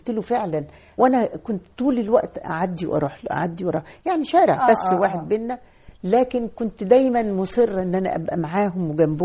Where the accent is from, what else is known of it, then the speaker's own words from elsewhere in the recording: Roda, Cairo Governorate, Egypt; احنا انا من مواليد الروضة وسكنة في الروضة, انا وانا عندي 11 سنة وعديت كوبري عباس مشي, احنا في الروضة